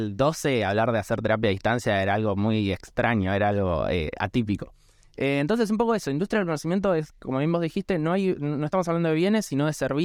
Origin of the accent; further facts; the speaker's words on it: Argentina; esta obligación moral también que creo que tenemos como argentinos